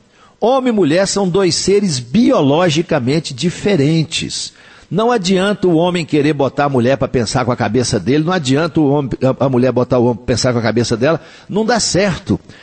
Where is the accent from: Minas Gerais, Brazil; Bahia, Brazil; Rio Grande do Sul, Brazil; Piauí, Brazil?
Minas Gerais, Brazil; Coromandel; Eu me lembro, quando eu era menino, eu nasci em Coromandel, era uma cidadezinha pequenininha. Devia ter lá o quê? Sei lá, uns 5, 6 mil habitantes na época, né? Não tinha nenhuma rua asfaltada, nem de paralelepípedo, era tudo de terra.